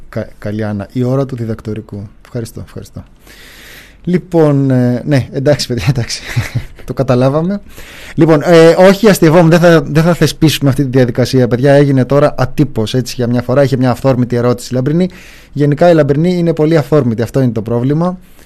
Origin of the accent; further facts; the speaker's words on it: Ilioupoli, Attica, Greece; Εγώ είμαι από την Ηλιούπολη.